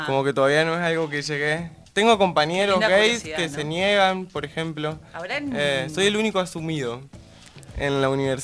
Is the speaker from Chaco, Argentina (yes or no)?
yes; Chaco, Argentina; todos los que somos de Chaco viajamos todos los días a Corrientes.